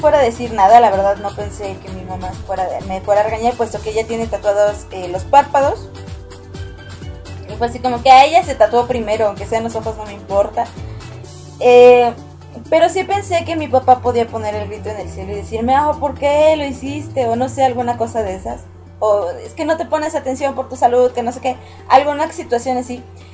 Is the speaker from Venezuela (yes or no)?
no; Mexico; Y yo: no, soy mexicana. Pero, ¿vives en Perú? No, yo vivo en México.